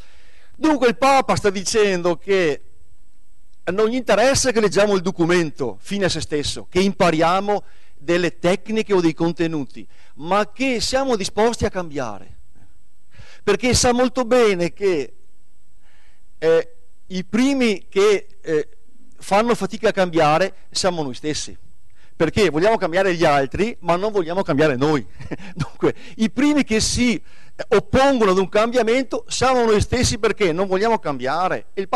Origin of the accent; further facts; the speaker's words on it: Bassano del Grappa, Veneto, Italy; born there; now in San Martino di Lupari, Italy; Io sono nato a Bassano del Grappa, ecco, nel lontano 1971, nel vecchio ospedale della Madonnina qua a 2 passi. Dunque sono a casa, ecco, sono un novese di adozione, poi adesso vivo a San Martino di Lupari.